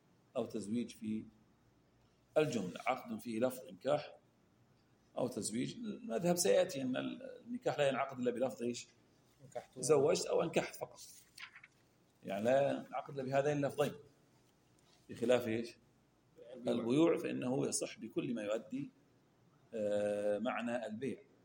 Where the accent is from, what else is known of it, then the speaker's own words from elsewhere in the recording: Al-Ahsa, Eastern Province, Saudi Arabia; عندنا في الأحساء